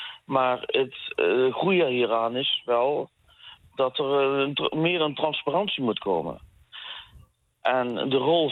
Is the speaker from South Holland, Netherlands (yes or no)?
no; Eindhoven, North Brabant, Netherlands; En ik kom uit Eindhoven, daar zie je het heel erg.